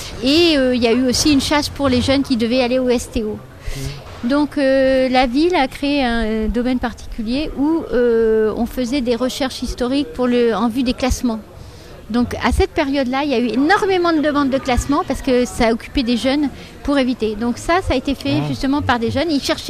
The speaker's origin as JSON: {"language": "French", "region": "Brittany", "country": "France", "lives_now": "Nice, France", "said": "Ça dépend où vous situez la Bretagne."}